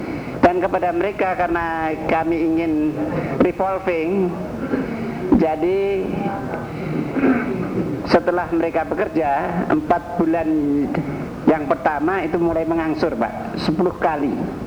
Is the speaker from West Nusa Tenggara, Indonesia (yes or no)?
no; Central Java, Indonesia; Saya dari Jawa Tengah. Jabatan saya adalah Kepala Dinas Tenaga Kerja tingkat 1 Jawa Tengah